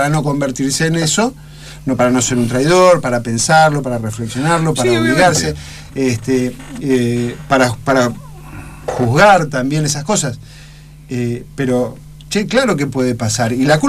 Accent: Buenos Aires, Argentina; Nosotros somos peronistas, pero antes de ser peronistas somos porteños. Y antes de ser porteños somos argentinos

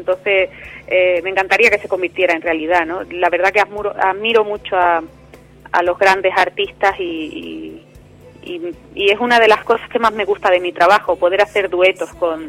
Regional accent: Málaga, Andalusia, Spain; Mi tierra.

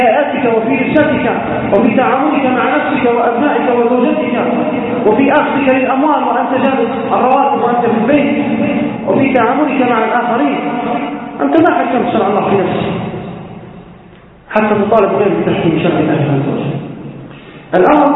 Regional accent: Libya; كما يقال عندنا في ليبيا جماعة الكرة

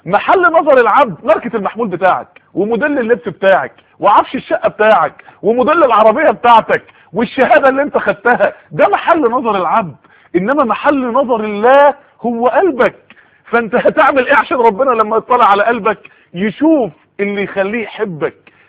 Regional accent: Mansoura, Dakahlia, Egypt; في بعض الناس يعني عندنا في المنصورة قالوا لي

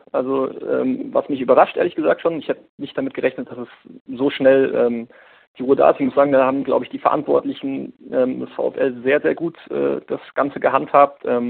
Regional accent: Hesse, Germany; born there; now in Munich, Germany; Ich bin gebürtig aus Hessen

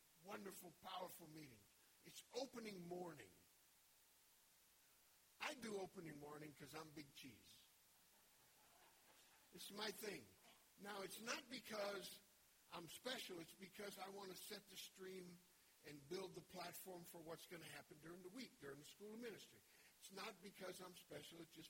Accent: Denver, Colorado, United States; I'm from Denver, you know.

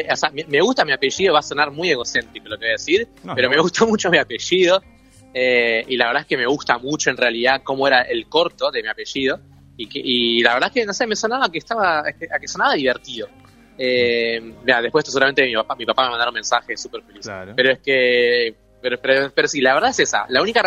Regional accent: Banfield, Buenos Aires Province, Argentina; now in Mar del Plata, Argentina; para el mundo tengo 29 y lo voy a seguir teniendo por largo tiempo más. soy de Banfield, viví gran parte de mi vida ahí, después me mudé a mi segunda ciudad, que es Mar del Plata.

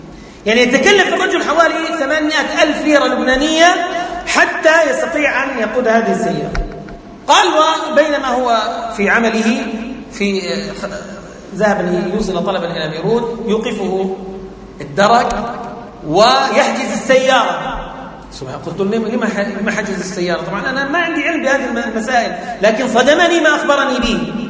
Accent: Palestine; قلت له أنا فلسطيني وما بحق إلا أطلع دفتر عمومي

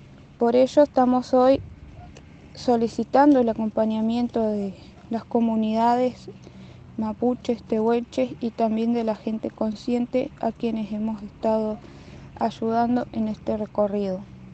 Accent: El Hoyo, Chubut, Argentina; born there; now in Comodoro Rivadavia, Argentina; yo nací en El Hoyo y ahora vivo en Comodoro Rivadavia, en la parte de lo que es el mar

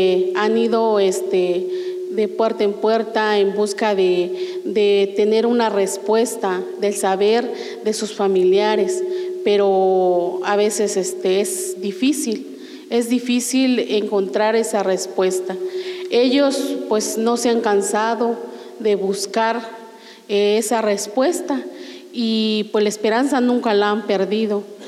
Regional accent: Las Margaritas, Chiapas, Mexico; soy de Las Margaritas.

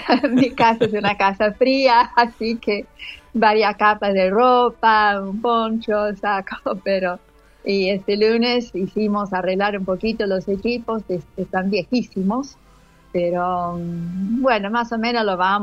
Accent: Argentina; moved away as an adult; Yo me vine de Argentina con 22 años de edad, me quedé, me casé acá, crié a mi familia

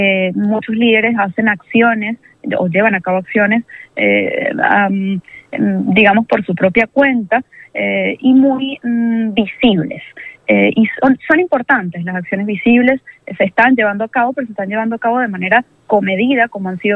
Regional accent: Venezuela; pero no a mí como … sino como venezolana

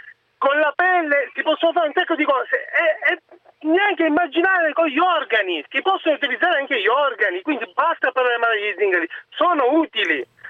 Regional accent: Sicily, Italy; Io di origini sono siciliano

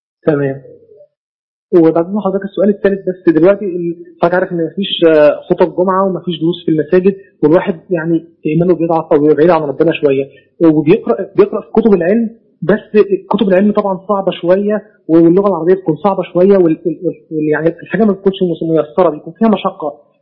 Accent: Giza, Giza Governorate, Egypt; أنا من الجيزة، من محافظة الجيزة.

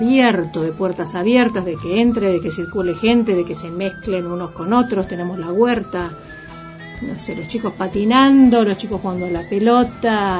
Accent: Mar del Plata, Buenos Aires Province, Argentina; que tengo que decir que soy marplatense como el vicepresidente.

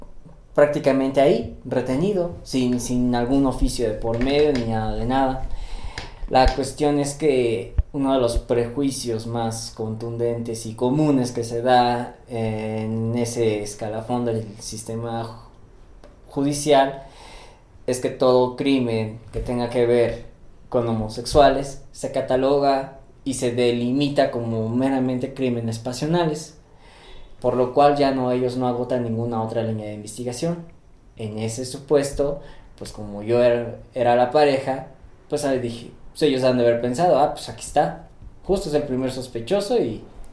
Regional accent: Mexico City, Mexico; tengo 29 años, soy de la Ciudad de México.

